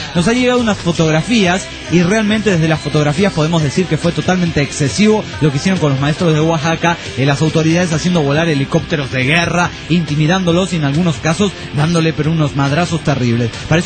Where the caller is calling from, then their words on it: Argentina; ¿Cómo andan? … desde Argentina.